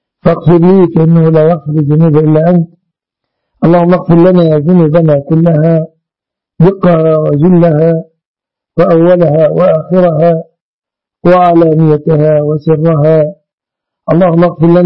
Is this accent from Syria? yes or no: no; Egypt; اللهم احفظ بلادنا مصر آمنة مطمئنة وسائر بلاد المسلمين يا رب العالمين